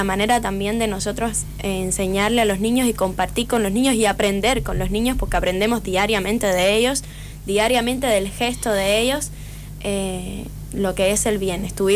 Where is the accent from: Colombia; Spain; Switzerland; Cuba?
Cuba; now in Argentina; Ahora mismo somos todos cubanos.